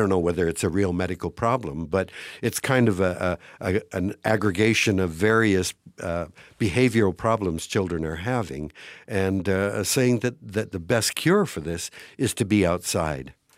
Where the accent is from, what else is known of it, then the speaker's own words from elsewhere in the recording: London, Ontario, Canada; I grew up in London, Ontario, and we had six of us living in a house of less than 1,000 square feet.